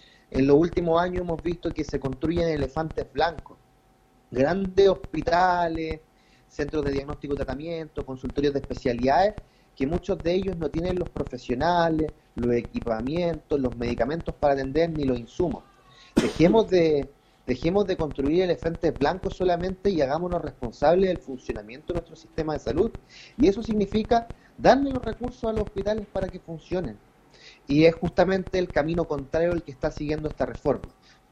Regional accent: Chile; como sociedad chilena tenemos que ser capaces de levantar un proyecto político en salud

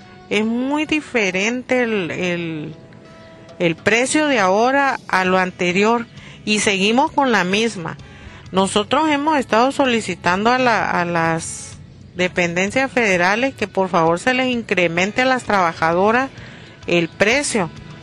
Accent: Santa Rosalía, Baja California Sur, Mexico; soy de Santa Rosalía, soy trabajadora calamarera.

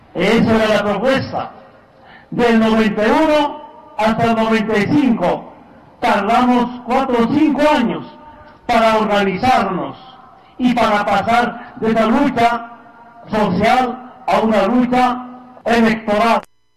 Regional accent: Bolivia; Yo pensé que solamente en mi tierra, en mi país, en Bolivia

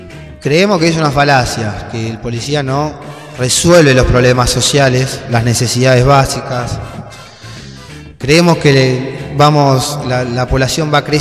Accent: Argentina; porque yo me considero argentino también

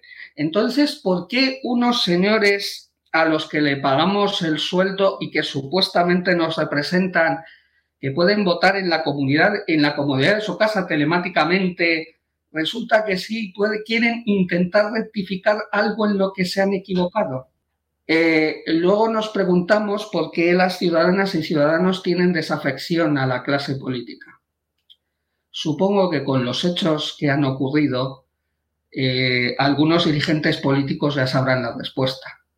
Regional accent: Valladolid, Castile and León, Spain; now in Vigo, Spain; ¿se imaginan ustedes que en mi tierra ahora mismo se está votando a estas horas? Aunque yo vivo en Vigo, yo soy de Valladolid.

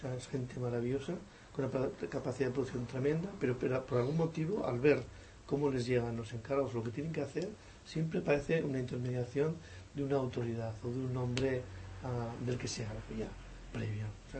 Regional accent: Catalonia, Spain; Es bonito, porque además somos en catalanes, somos, ¿no?

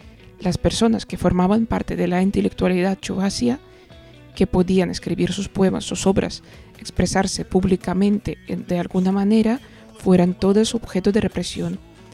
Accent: Burnare, Chuvashia, Russia; Una vez iba de Burnare, mi pueblo, a Cheboksare, la capital de la República. Vamos en un colectivo y delante de mí van unos chicos hablando en chuvasio.

